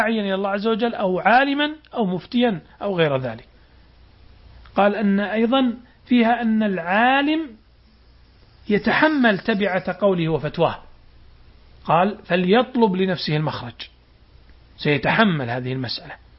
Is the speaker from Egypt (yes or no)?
no; Saudi Arabia; وعندنا في السعودية كتاب ضخم من 10 مجلدات